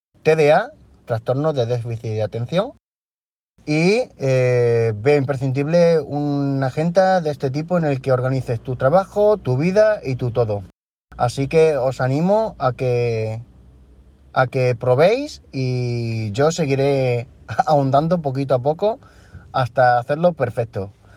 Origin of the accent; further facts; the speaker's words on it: Badajoz, Extremadura, Spain; de Badajoz, España